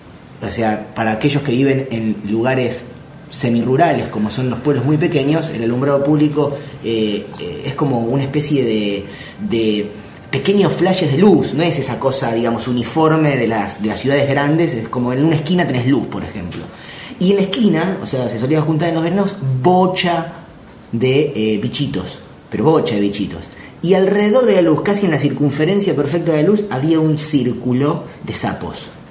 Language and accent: Spanish; Buenos Aires, Argentina; Bueno, yo soy mi familia, yo soy porteño, pero mi familia es de un pueblo bonaerense, un pequeño pueblo bonaerense, a la vera del campo